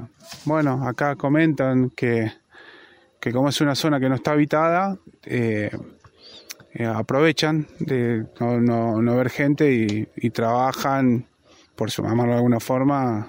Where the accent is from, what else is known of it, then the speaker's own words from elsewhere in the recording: Buenos Aires, Argentina; Yo soy de Buenos Aires. Estoy haciendo una pequeña casita acá en Las Rabonas.